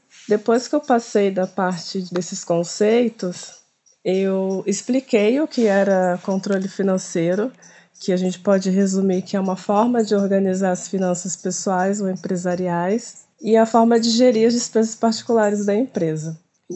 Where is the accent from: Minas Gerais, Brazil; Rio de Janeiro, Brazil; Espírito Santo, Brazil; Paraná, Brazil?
Rio de Janeiro, Brazil; Resende; born there; now in Penedo, Brazil; que o pessoal me chama aí na …. Eu sou nascida em Resende e atualmente estou morando em Penedo, que é pertinho aqui da Serrinha.